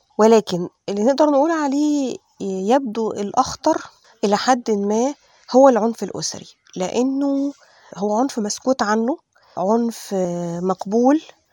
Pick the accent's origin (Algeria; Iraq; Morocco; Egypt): Egypt; لأنه إحنا كل اللي عندنا في مصر تقريبا حوالي 9 مراكز استضافة معنفات